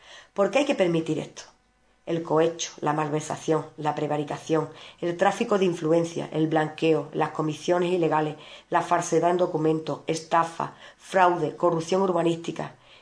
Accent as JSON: {"language": "Spanish", "town": "Ubrique", "region": "Andalusia", "country": "Spain", "said": "Solo trabajaremos en beneficio de nuestro pueblo. No dejo mi pueblo por ninguno de esos organismos. Y esta noche, esta agrupación no va a dar un mitin como es de costumbre. Nosotros queremos estar cerca de todos nuestros vecinos y estaremos en la calle para escucharlos y atenderlos. AICU trabajará por todos los vecinos de Ubrique."}